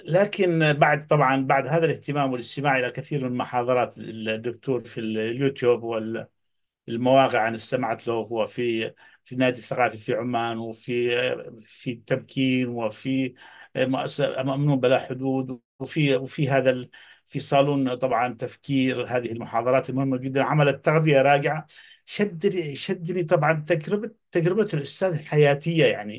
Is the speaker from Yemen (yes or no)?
yes; Yemen; طبعا أنا من اليمن، وكما تعرفوا تسمعوا عنها